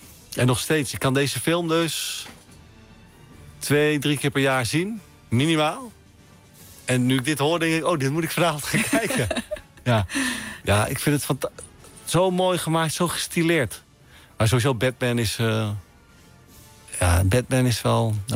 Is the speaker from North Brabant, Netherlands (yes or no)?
no; Drenthe, Netherlands; Ja, en ik ben ook een Drent, dus ik ben ook gekleurd.